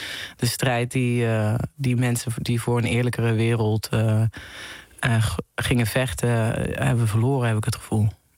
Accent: Venlo, Limburg, Netherlands; Ik had gezegd dat wij in Venlo, waar ik vandaan kom, naar een concert zouden gaan.

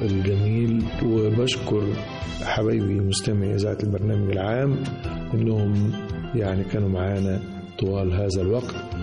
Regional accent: Egypt; وعايز أقولك أن بلدنا مصر حقيقة تستاهل كل خير

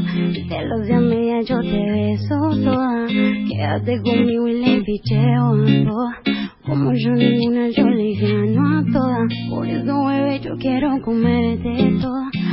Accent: Jujuy, Argentina; Y soy de Jujuy.

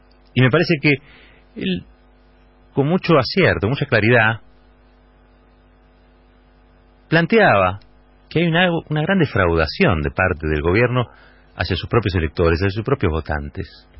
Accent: Argentina; Como argentinos, digo.

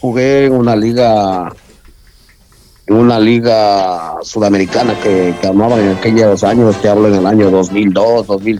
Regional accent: Ecuador; now in Spain; yo cuando era chaval y vivía en Ecuador, pues jugué en el Deportivo Cuenca en los infantiles.

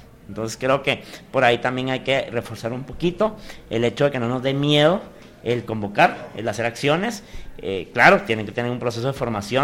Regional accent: Guatemala; no se hubiera logrado si no hubiéramos actuado como guatemaltecos, como sociedad

